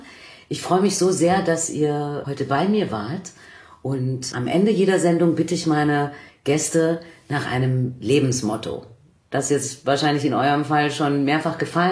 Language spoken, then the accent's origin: German; Bavaria, Germany; In Bayern, da wo ich herkomme